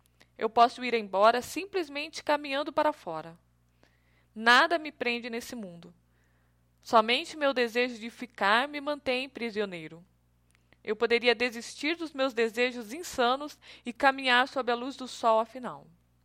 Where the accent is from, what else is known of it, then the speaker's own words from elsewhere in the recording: São José dos Campos, São Paulo, Brazil; aqui em São José dos Campos, olhando para o banhado lindo, maravilhoso, da minha cidade natal.